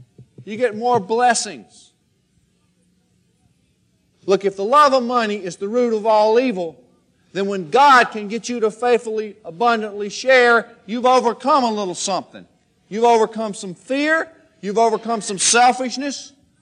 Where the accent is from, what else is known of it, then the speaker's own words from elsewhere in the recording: Bible Belt, United States; See, I grew up in the Bible Belt. That's why I didn't believe.